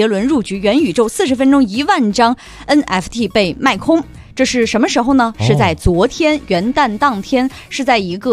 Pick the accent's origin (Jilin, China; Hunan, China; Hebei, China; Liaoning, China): Hebei, China; Handan; 我自从来了北京告诉大家我是邯郸人之后